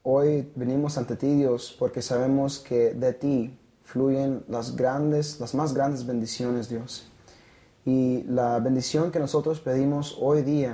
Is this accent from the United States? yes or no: yes; Blythe, California, United States; soy de Blythe, California.